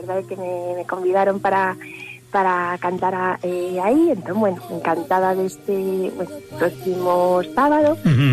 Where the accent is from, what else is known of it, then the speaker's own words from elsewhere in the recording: Vigo, Galicia, Spain; eu sempre digo, son unha viguesa de aldea.